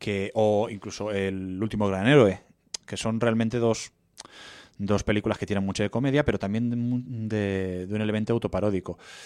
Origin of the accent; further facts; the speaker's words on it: Castile and León, Spain; en el Bierzo, en el pueblo de Quilós, cerca de Cacabelos, ahí en mi tierra